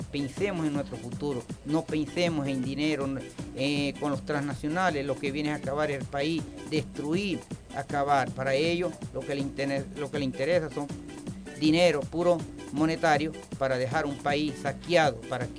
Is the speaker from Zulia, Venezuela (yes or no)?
yes; Zulia, Venezuela; nosotros hemos venido del Estado Zulia, somos de la INE Guayú